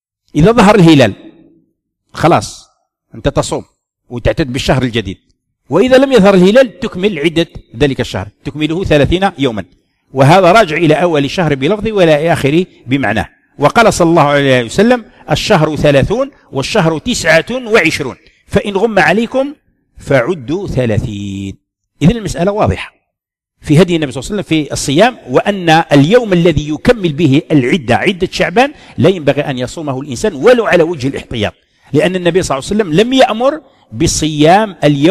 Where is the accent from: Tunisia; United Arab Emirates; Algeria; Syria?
Algeria; وحنا واحد الوقت كان عندنا في الجزائر لا يعتمدون الرؤية